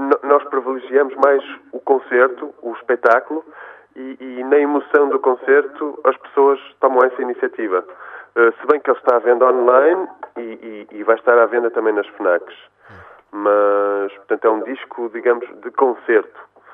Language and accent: Portuguese; Porto, Portugal; born there; onde vive a minha mãe, onde é originária a minha família, se bem que eu nasci no Porto, mas estou muito ligado àquela região